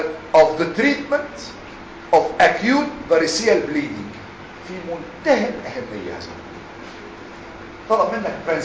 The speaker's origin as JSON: {"language": "Arabic", "country": "Egypt", "said": "بالرغم احسن ناس عندنا في مصر"}